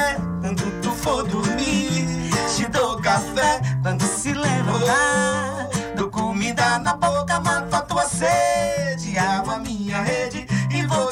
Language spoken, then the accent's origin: Portuguese; Salvador, Bahia, Brazil; minha família é de Jequié, minha parte do meu pai é de Livramento. Então, assim, mas como eu nasci em Salvador e me formei, a minha formação musical foi lá, então eu tive muito forte a coisa do afro-baiano.